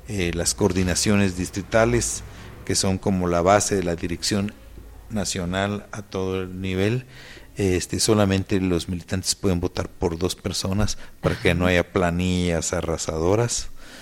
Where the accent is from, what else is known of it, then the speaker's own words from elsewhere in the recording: Guatemala; now in Mexico; En primer lugar, yo soy guatemalteco.